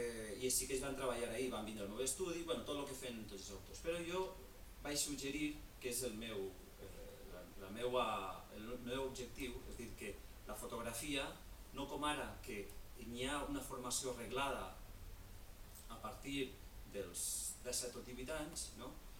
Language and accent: Catalan; Ontinyent, Valencian Community, Spain; el Col·legi Martínez Valls d'Ontinyent, d'on soc jo